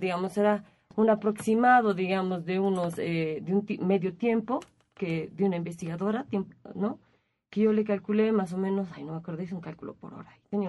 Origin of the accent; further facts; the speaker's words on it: Cochabamba, Bolivia; Soy de Cochabamba, en realidad, bueno, medio de Cochabamba.